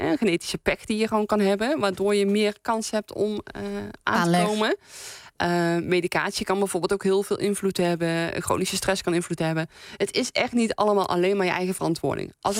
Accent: North Brabant, Netherlands; now in The Hague, Netherlands; Ik kom uit Brabant. Ik woon al jaren in Den Haag.

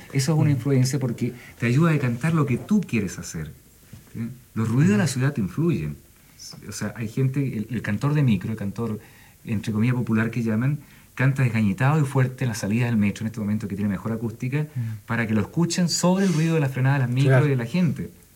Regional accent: Chile; así somos los chilenos

